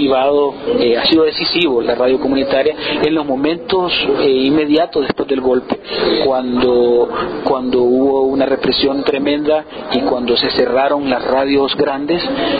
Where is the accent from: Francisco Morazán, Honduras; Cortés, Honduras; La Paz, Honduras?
Francisco Morazán, Honduras; Valle de Ángeles; soy de Valle de Ángeles, un municipio de Honduras, en Centroamérica.